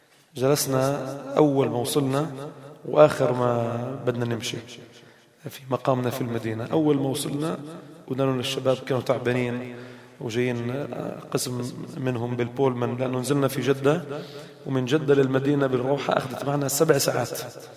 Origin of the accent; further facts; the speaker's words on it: Palestine; وانا فلسطيني،